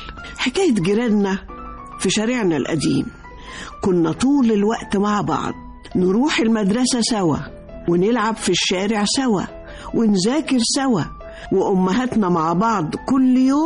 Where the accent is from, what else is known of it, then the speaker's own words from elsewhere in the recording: Egypt; دي إنسانيتنا ولهجتنا وأكلنا وعاداتنا وثقافتنا، والأهم من ده كله مصريتنا